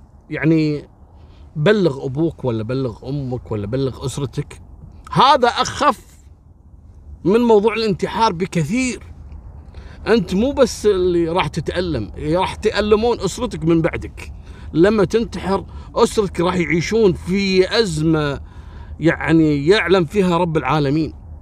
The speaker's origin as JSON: {"language": "Arabic", "country": "Kuwait", "said": "مثل كلمة نيرة أو نيرة، لو عندنا في الكويت نقول نيرة، في بعض البلدان نقول نيرة"}